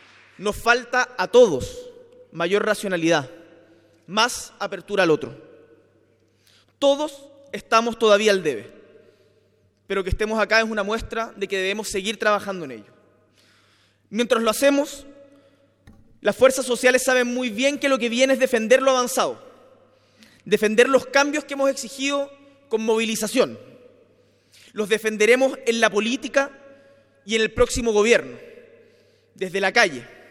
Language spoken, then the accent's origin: Spanish; Magallanes, Chile; Yo vengo desde Magallanes